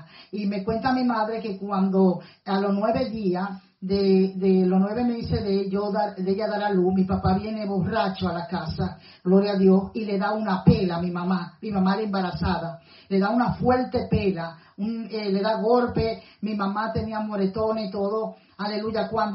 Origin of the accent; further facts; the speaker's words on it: Puerto Plata, Dominican Republic; yo soy de Puerto Plata, mi familia es de la Isabela, de Puerto Plata, son personas que trabajan en campo